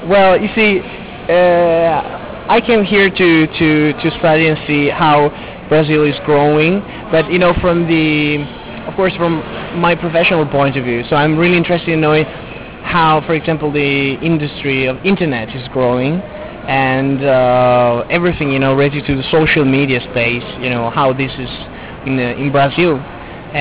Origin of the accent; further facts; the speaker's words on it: Venice, Veneto, Italy; English is a second language; I come from Venice originally in Italy, Venezia.